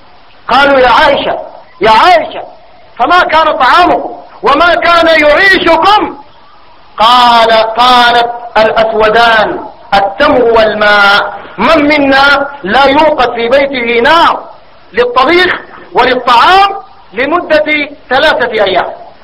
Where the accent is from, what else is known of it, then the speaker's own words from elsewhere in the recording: Sudan; اللهم إنا نسألك في بلادنا السودان أن تكون بلادنا سخاء رخاء